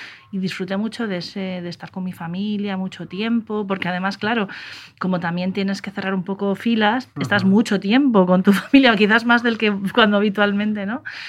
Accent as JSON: {"language": "Spanish", "region": "Cantabria", "country": "Spain", "lives_now": "Madrid, Spain", "said": "yo soy de Cantabria, claro, ahí tengo mar. Y que es algo en lo que tampoco nunca he reparado mucho viviendo en Madrid"}